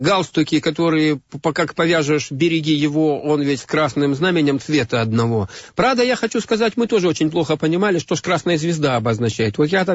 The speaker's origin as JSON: {"language": "Russian", "region": "Far East", "country": "Russia", "tie": "born there", "said": "я родился на Дальнем Востоке. Это моя страна, это моя родина."}